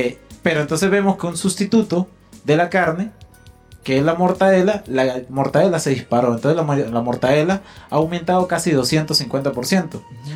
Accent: Venezuela; yo creo que todos como ciudadanos venezolanos nos estamos viendo afectados

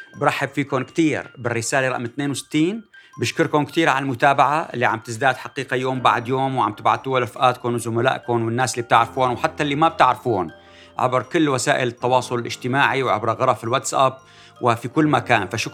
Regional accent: Syria; ماذا يجب أن نفعل كسوريين

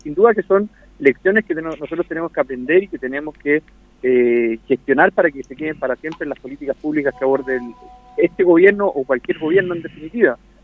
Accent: Chile; lo solidarios que somos los chilenos

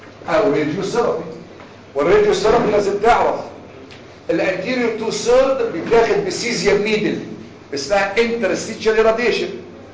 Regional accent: Egypt; احنا عندنا في مصر عندنا حاجات البوز كتير قوي

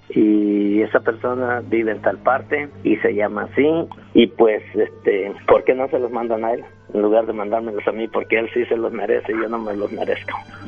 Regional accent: Ciudad Altamirano, Guerrero, Mexico; Soy de Ciudad Altamirano.

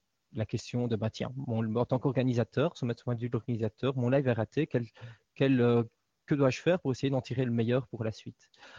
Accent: Belgium; Et je viens de Belgique.

